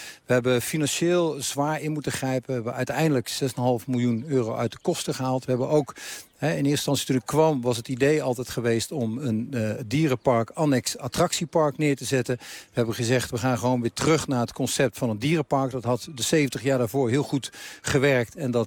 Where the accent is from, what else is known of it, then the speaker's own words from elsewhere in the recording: Haarlem, North Holland, Netherlands; Ja, dat klopt. Ik ben een man uit Haarlem.